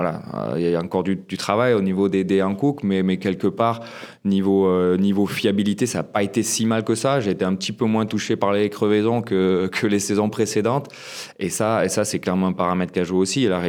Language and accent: French; Gap, Provence-Alpes-Côte d'Azur, France; on est basé à Gap, ma ville natale